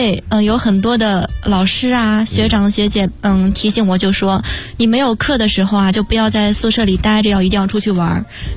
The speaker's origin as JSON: {"language": "Chinese", "region": "North China", "country": "China", "tie": "born or raised there", "said": "但是因为由于小的时候很小就来到了北方，然后也是跟北方的同学比较多"}